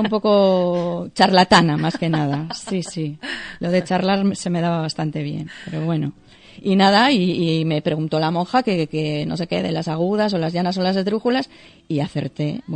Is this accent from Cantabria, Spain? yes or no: yes; Torrelavega, Cantabria, Spain; also born or lived in Santander; Nací en Santander. Lo que pasa es que yo, a los 4 días me trajeron para acá.